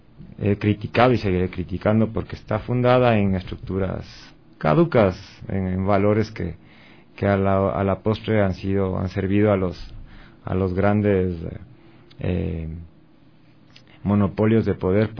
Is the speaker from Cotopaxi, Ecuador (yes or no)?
yes; Latacunga, Cotopaxi, Ecuador; fue como músico invitado de una banda de rock clásico en mi ciudad, en La Tacunga, yo soy de La Tacunga